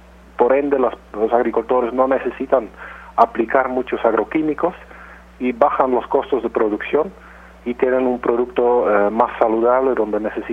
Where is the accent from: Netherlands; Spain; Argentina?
Netherlands; Spanish is a second language; moved away as an adult; now in Peru; Yo soy de origen de Holanda, pero tengo cerca de 15 años trabajando en el Perú.